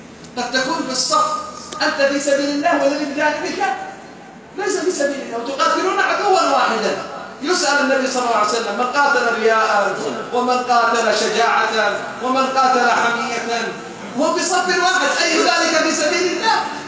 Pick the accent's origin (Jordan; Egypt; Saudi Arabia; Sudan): Saudi Arabia; والله أنا سعودي مساكين